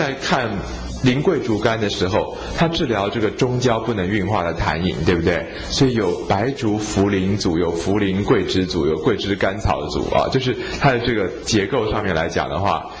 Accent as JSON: {"language": "Chinese", "country": "China", "said": "那日本人他们把我们中国人的这个气血水辩证啊"}